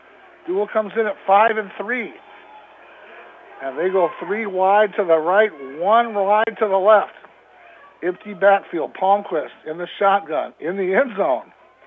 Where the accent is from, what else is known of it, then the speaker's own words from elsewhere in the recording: Watertown, South Dakota, United States; I grew up in Watertown, so I know where Dual is.